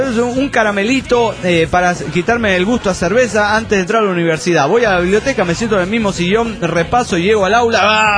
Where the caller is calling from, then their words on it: Guadalajara, Jalisco, Mexico; de Guanatos, aquí en Jalisco, México.